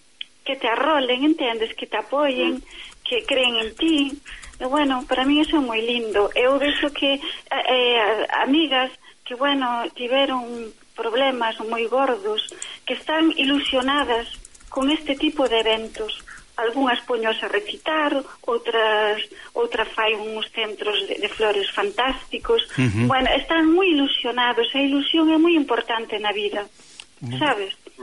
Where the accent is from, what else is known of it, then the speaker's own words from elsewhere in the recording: Tomeza, Galicia, Spain; Sí, a aldea chamase Tomeza.